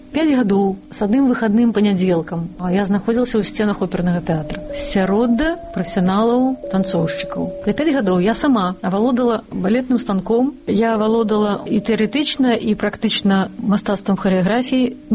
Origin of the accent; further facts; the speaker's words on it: Baranavichy, Brest Region, Belarus; born there; Лічуся я, што нарадзілася ў Баранавічах, але сама лічу сябе дамашоўкай. Гэта вёска 10 кіламетраў ад Баранавіч, Дамашэвіч, дзе нарадзіліся мае бацькі.